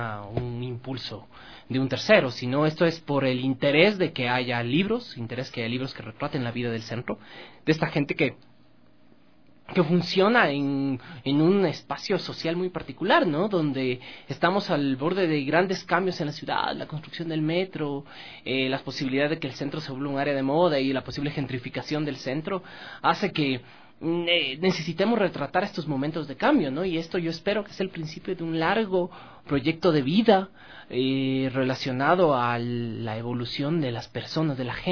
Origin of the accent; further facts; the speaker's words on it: Quito, Pichincha, Ecuador; Yo nací y crecí en La Tola, el centro histórico de Quito. Y siempre ha sido mi entorno natural.